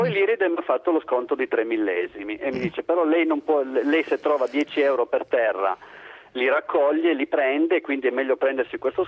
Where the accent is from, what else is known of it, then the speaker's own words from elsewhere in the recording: Turin, Piedmont, Italy; io sono di Torino